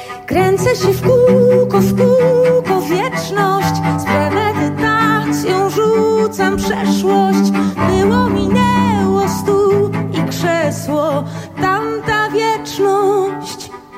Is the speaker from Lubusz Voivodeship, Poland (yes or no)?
yes; Sulechów, Lubusz Voivodeship, Poland; Ja przyjechałam do Państwa z Sulechowa, województwo lubuskie. Lubuskie, najbardziej zalesione województwo w Polsce.